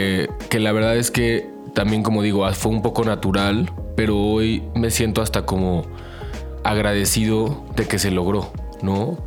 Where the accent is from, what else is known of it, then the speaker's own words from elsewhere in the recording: Tijuana, Baja California, Mexico; also born or lived in Chula Vista; yo también nací allá, nací en Chula Vista, crecí en Tijuana, como que era toda esta mezcla.